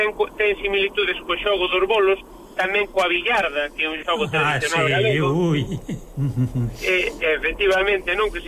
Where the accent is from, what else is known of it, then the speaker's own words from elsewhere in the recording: Galicia, Spain; na historia da miña terra, que é o Couto Misto, esa pequena Andorra galega